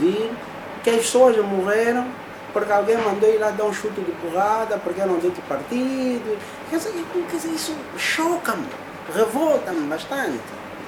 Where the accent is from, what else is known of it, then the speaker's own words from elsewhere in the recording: Angola; eu, por exemplo, sou do Casqueiro do Buraco.